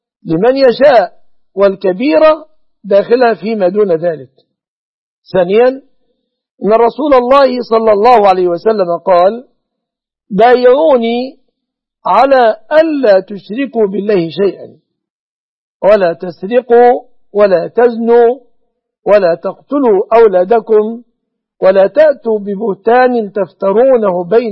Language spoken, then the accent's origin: Arabic; Egypt; وأسأل الله أن يصرف عن بلادنا مصر، عن بلاد المسلمين، كل مكروه وكل سوء